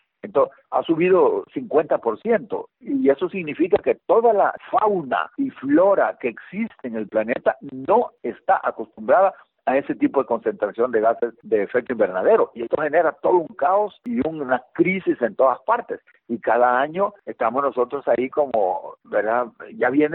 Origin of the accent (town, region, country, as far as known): El Salvador